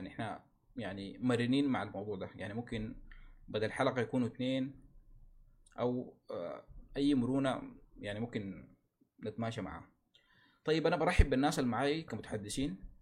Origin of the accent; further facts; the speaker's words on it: Sudan; فنحن هنا عايزين نتكلم عن مشاكلنا نحن كسودانيين أو المشاكل اللي بتواجهنا في المجتمع السوداني